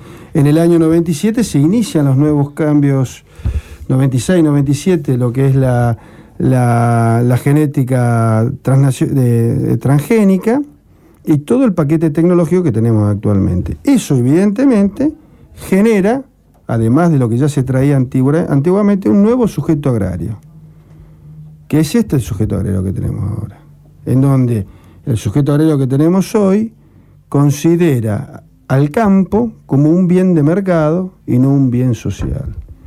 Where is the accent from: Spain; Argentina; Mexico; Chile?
Argentina; Rosario, Santa Fe; moved away; O sea, Rosario, yo soy hijo de Rosario, hace muchos años que vivo afuera.